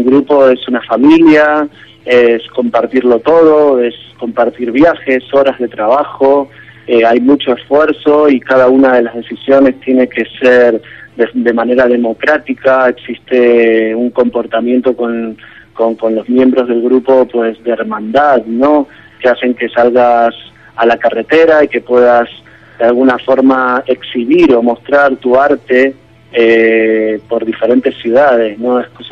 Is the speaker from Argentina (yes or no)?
yes; Argentina; yo soy argentino y también soy español